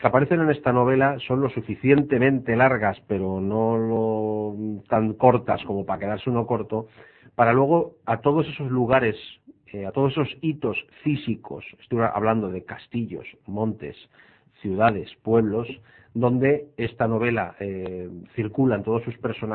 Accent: Valencian Community, Spain; ha vuelto a resurgir realmente lo que somos los valencianos en términos generales.

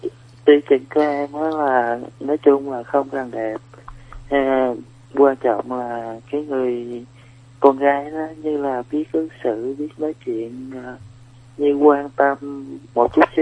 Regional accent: Mekong Delta, Vietnam; now in Bình Dương, Vietnam; Dạ, em quê thì ở miền Tây với chị.

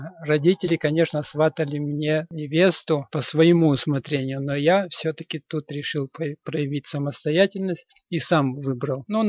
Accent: Kamensk-Uralsky, Sverdlovsk Oblast, Russia; born there; Родился я на Урале. Есть такой город недалеко от Екатеринбурга, Каменск-Уральский.

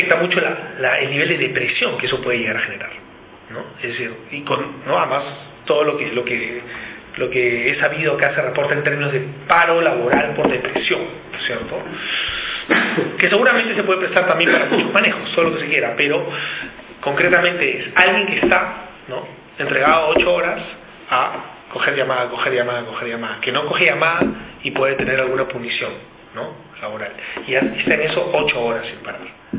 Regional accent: Peru; Yo vengo de Perú, ahí tenemos un tema con el capital extractivo

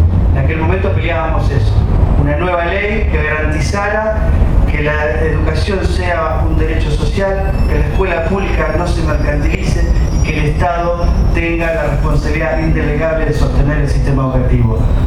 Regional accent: Santa Fe, Argentina; soy sindicato de base de Santa Fe, yo soy de Santa Fe

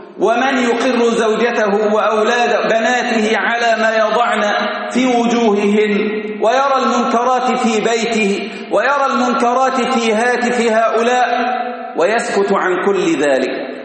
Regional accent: Kerdasa, Giza Governorate, Egypt; هذا يحدث في بلدتنا في كرداسة،

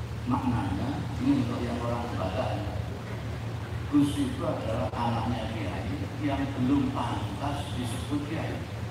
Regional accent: Indonesia; saya bilang, saya dari Indonesia.

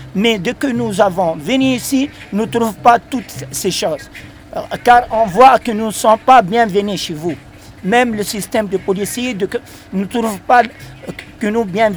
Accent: Tunisia; moi, je suis venu de la Tunisie.

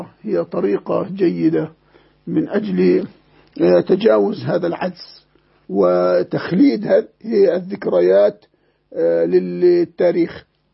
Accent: Egypt; يعني عندنا في مصر كتب صدرت كثيرة

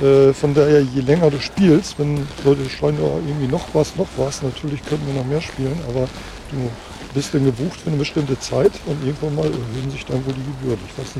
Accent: Lower Saxony, Germany; Da war vor Jahren mal eine Band oben aus meiner alten Heimat aus Friesland.

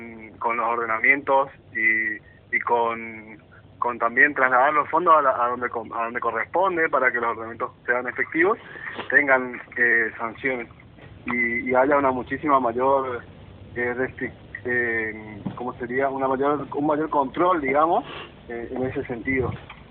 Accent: Corrientes, Argentina; Yo soy de Corrientes.

